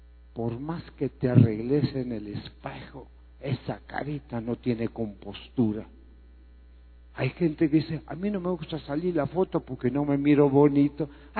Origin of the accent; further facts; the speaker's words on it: Greece; born there; Spanish is a second language; En la tierra donde yo nací, allá en Grecia